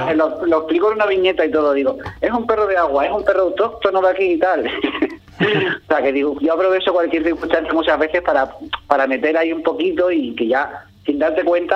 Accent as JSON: {"language": "Spanish", "town": "Ubrique", "region": "Andalusia", "country": "Spain", "tie": "born or raised there", "said": "cuando yo era pequeño me lo imaginaba y a mí me encanta dibujar Ubrique"}